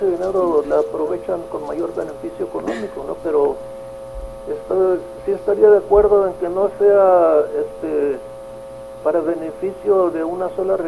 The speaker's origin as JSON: {"language": "Spanish", "town": "Cajeme", "region": "Sonora", "country": "Mexico", "tie": "born there", "said": "yo soy nacido en Cajeme"}